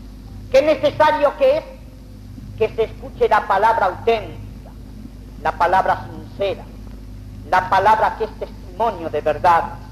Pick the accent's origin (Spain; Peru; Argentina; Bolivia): Argentina; como argentino bien nacido y como sacerdote